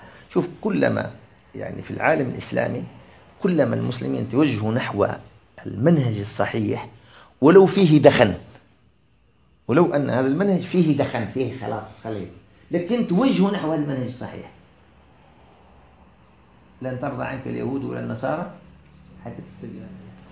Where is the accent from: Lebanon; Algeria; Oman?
Algeria; أنا عشت في الفترة بداية كما يسموها عندنا في الجزائر بداية العودة إلى التمسك بالدين في المجتمع الجزائري